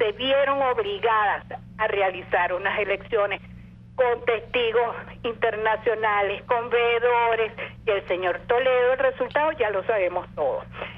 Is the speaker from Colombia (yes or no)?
no; Venezuela; Vivo en Caracas. Esto, mis queridos amigos, yo soy una fiel admiradora del voto. Yo como venezolana, institucionalista